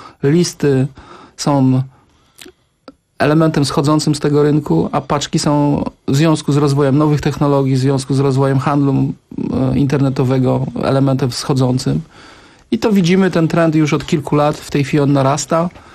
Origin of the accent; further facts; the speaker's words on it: Kraków, Lesser Poland, Poland; Ja jestem z Krakowa, ja się zastanawiam.